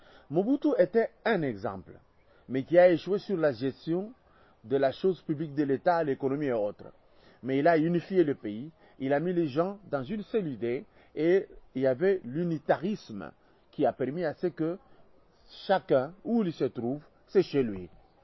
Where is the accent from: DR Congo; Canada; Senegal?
DR Congo; je suis Congolais. Je suis de la RDC.